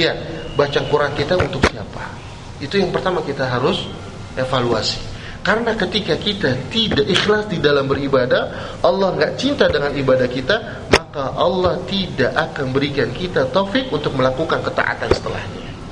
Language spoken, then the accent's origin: Indonesian; Jakarta, Indonesia; Saya orang Betawi Pak, orang Kemayoran. Saya itu duduk Kemayoran